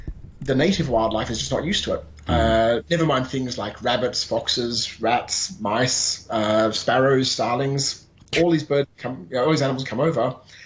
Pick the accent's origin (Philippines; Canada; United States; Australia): Australia; And myself being Australian